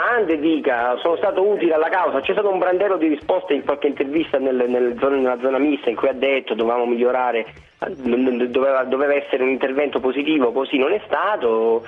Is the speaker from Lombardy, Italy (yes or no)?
no; Calabria, Italy; io che non sono milanese, cioè sono un interista tipico perché vengo dalla Calabria